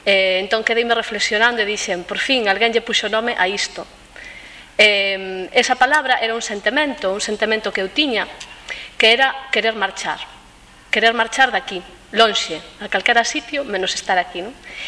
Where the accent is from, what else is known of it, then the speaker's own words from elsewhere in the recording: Galicia, Spain; a miña lingua primeira non é o alemán, senón que a miña lingua primeira é o galego e máis o castelán.